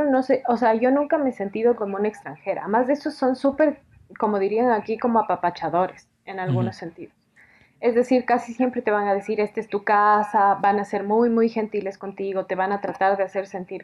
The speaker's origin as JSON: {"language": "Spanish", "country": "Ecuador", "said": "cuando se enteran que soy una ecuatoriana haciendo una tesis sobre México"}